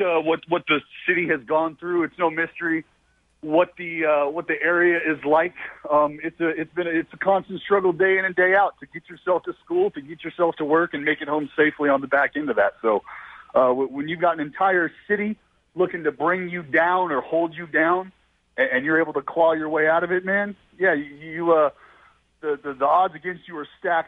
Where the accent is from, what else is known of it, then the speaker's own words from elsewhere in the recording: Stockton, California, United States; I come from Stockton, and I'll leave it at that.